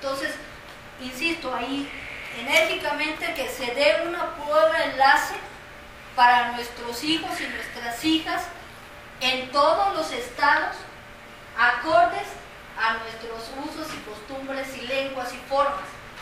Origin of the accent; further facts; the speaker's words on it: Mexico; Yo creo que todos como ciudadanos mexicanos tenemos ese derecho